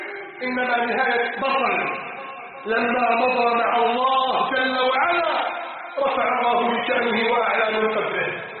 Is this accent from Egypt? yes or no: yes; Egypt; حتى أسأله عن بلدنا مصر